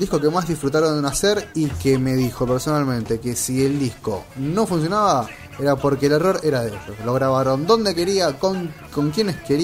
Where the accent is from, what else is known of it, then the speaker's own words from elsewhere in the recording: Uruguay; A mí como uruguayo me ofende ese chiste.